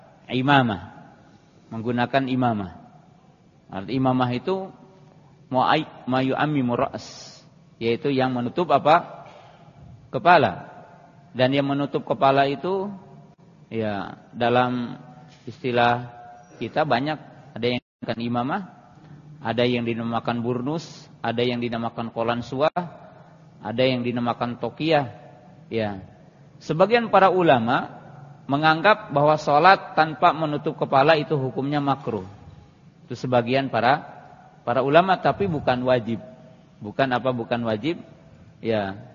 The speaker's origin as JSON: {"language": "Indonesian", "region": "Java", "country": "Indonesia", "said": "Ya, kalau kita orang Jawa kan tata krama"}